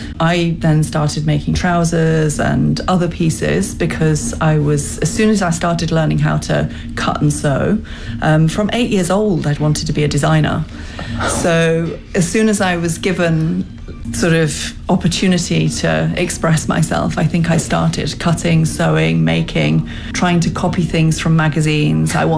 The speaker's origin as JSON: {"language": "English", "region": "London", "country": "United Kingdom", "said": "I'm a designer from London."}